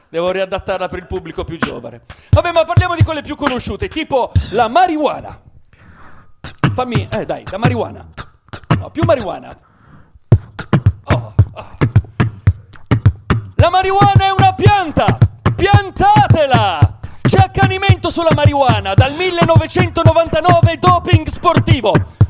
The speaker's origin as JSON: {"language": "Italian", "town": "Milan", "region": "Lombardy", "country": "Italy", "said": "soprattutto siamo di Milano e Milano ha un record perché è la terza città in Europa per consumo di cocaina"}